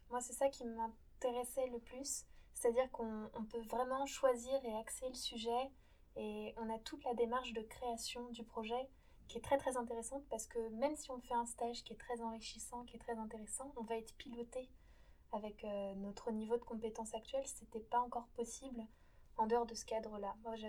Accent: Le Mans, Pays de la Loire, France; Eh bien, moi, je viens du Mans, donc j'ai fait un bac scientifique, pareil

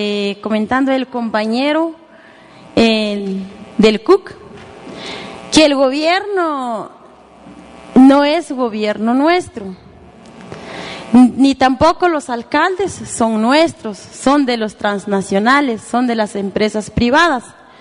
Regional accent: Guatemala; nosotros como guatemaltecos todos los días pagamos nuestros impuestos y no la empresa

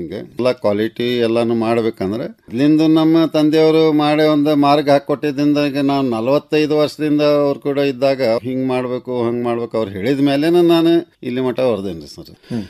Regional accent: Todur, Karnataka, India; now in Dharwad, India; ನಮ್ಮ ಊರು ಮೊದಲಿಗೆ ಫಸ್ಟ್ ಕಾರವಾರ, ಕಾರವಾರದೊಳಗೆ ತೋಡೂರು. ಈಗ ಧಾರವಾಡಕ್ಕೆಲ್ಲನೂ ಎಲ್ಲರೂ ಸೆಟ್ಲ್ ಆಗಿ

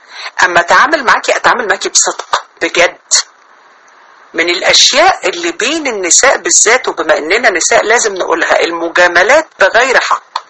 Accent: Sharqia Governorate, Egypt; احنا عندنا في الشرقية اهل مصر طبعا عارفين اللي انا بقوله

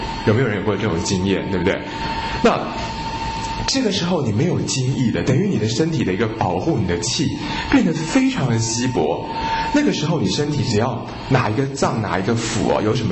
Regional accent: Taiwan; 我们台湾人哦，每天泡在这种90%、100%的湿度里面哦

